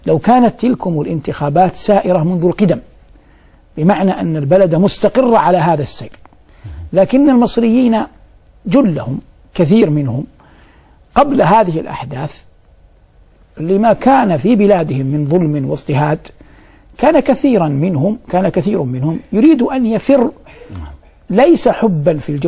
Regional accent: Saudi Arabia; ونحن في بلادنا المملكة العربية السعودية حرسها الله نلتقي بالمصريين كثيرا، خاصة نحن من يسكن المدينة أو يسكن مكة

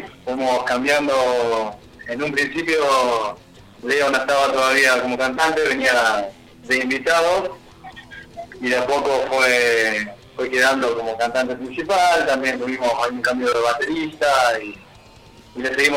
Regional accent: Humboldt, Santa Fe, Argentina; nosotros somos de Humboldt.

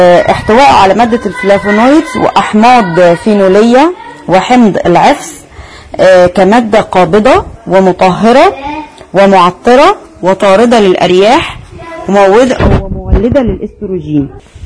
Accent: Egypt; وزهرة الآلام الحمراء نبات عندنا في مصر

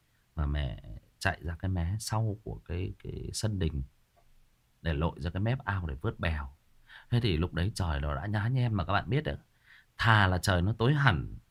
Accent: Hưng Yên, Vietnam; Hưng Yên, đúng rồi, ở Hưng Yên, ở quê mình. quê của mình là Hưng Yên đó Trường Duy. Quê ngoại của mình luôn đó.

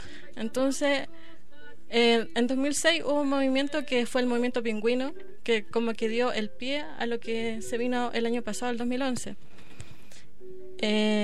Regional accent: Temuco, Araucanía, Chile; de Chile. Yo vengo de Temuco, que es una región que está al sur de Chile.

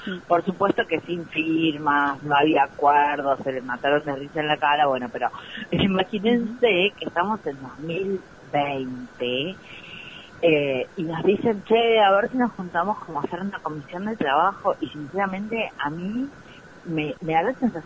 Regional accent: San Luis, Argentina; yo no soy cava centrista porque no soy de Buenos Aires, soy puntana.

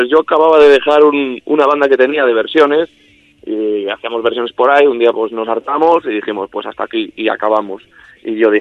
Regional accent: Benavides de Órbigo, Castile and León, Spain; él es de aquí de mi pueblo, somos del mismo, de Benavides de Órbigo

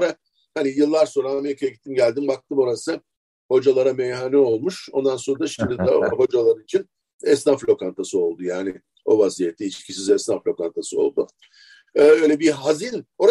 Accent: Istanbul, Turkey; benim çocukluğum Feriköy'de geçti. Önemli bir kısmı. Bir kısmı da Şişli'de, Bomonti'de geçti. Tek çocuktum.

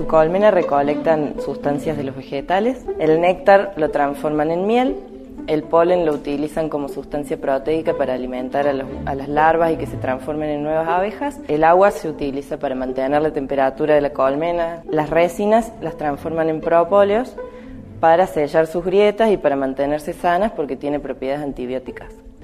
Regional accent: Alta Gracia, Córdoba, Argentina; soy ingeniera agrónoma. Soy de Altagracia y soy apicultora.

